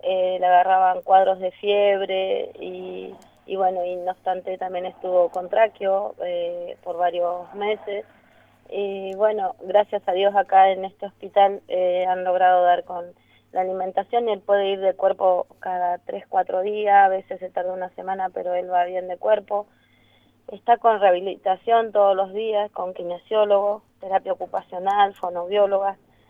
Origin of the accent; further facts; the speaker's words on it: Neuquén, Argentina; Como digo, yo soy de pueblo, de Neuquén, a 130 kilómetros, y es todo nuevo para mí.